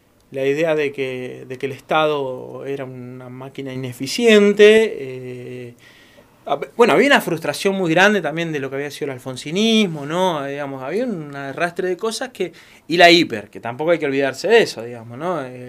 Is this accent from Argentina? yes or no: yes; Bahía Blanca, Buenos Aires Province, Argentina; moved away as an adult; Nacido y criado, a los 19 años me fui. A los 18 o 19, no me acuerdo. A La Plata. Me fui a estudiar y no volví nunca más.